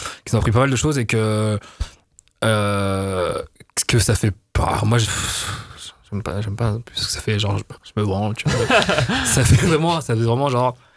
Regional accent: Nice, Provence-Alpes-Côte d'Azur, France; moi, je viens de Nice, quand j'étais petit, je passais mes vacances à Sospel. Sospel, c'est dans la vallée de Roya.

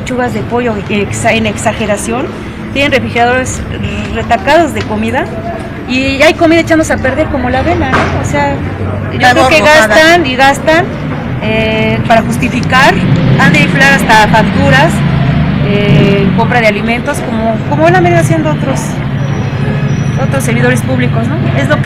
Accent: Mexico City, Mexico; born there; Soy nacida en la Ciudad de México

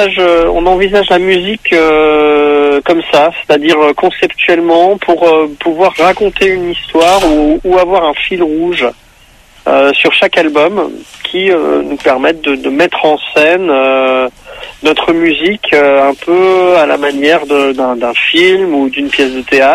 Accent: Nancy, Grand Est, France; On est originaire de Nancy, en Lorraine.

